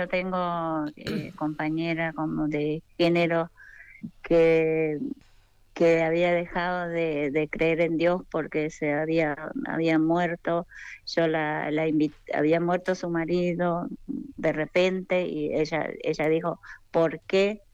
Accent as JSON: {"language": "Spanish", "country": "Paraguay", "lives_now": "Argentina", "said": "la gente de mi país. Yo soy paraguaya y siempre hacemos rezo, de rezar la novena."}